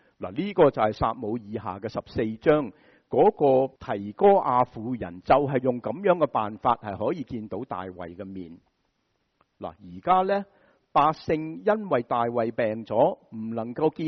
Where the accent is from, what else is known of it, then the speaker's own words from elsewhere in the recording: United States; 制造形象对我们美国人就很熟悉了